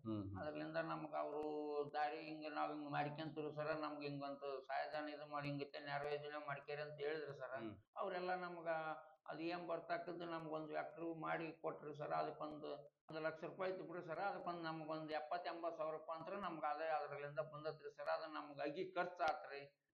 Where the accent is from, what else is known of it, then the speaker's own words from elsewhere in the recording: Hunasehalu, Karnataka, India; ಅದಕ್ಕೆ ಅದು ಹುಣಸೆ ಹಾಳು ಅಂತ ಒಂದು ಊರಾಗೈತೆ ನೋಡ್ರಿ ಸರ್